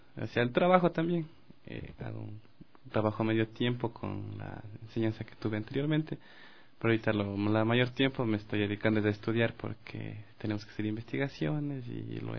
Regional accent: Rumiñahui, Pichincha, Ecuador; also born or lived in Quito; No, nací aquí en Quito por circunstancias de la vida, como saben decir. Pero he vivido en el cantón Rumiñahui toda mi...

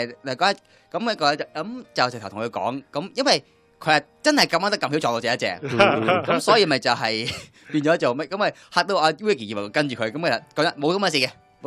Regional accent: Hong Kong; 那见到我是香港来的

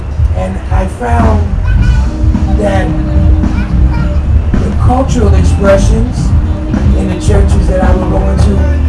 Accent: Brooklyn, New York, United States; I'm a son of Brooklyn. I grew up in Bed-Stuy. I've been running all of these streets my whole life.

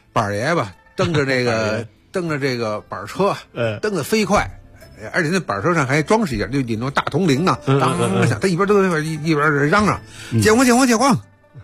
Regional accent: Beijing, China; 但是我是北京人嘛，我在北京感受就更多一些

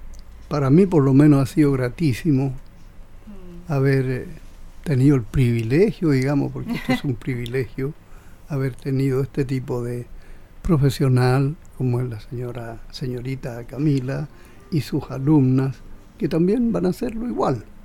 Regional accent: Patagual, Biobío, Chile; el primer año que llegué a Concepción, porque yo no era de acá.

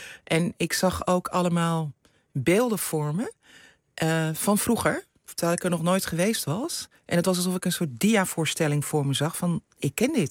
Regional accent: Netherlands; als mensen zeggen waar kom je vandaan, dan zeg ik kom uit Nederland.

